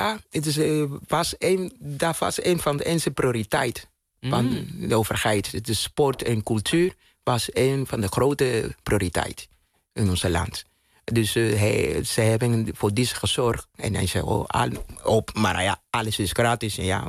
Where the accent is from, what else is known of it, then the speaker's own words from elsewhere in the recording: Cuba; Dutch is a second language; now in Netherlands; Bijvoorbeeld mijn kindertijd in Cuba.